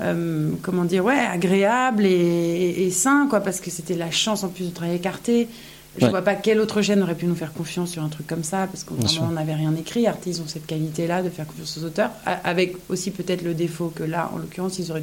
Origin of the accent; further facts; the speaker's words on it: Toulon, Provence-Alpes-Côte d'Azur, France; J'ai grandi à Toulon